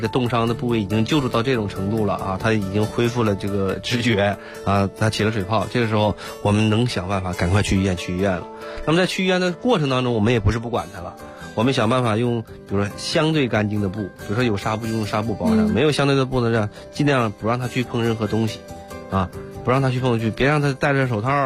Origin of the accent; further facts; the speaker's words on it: Northeast China, China; 然后你比如说我小的时候这个又在东北长大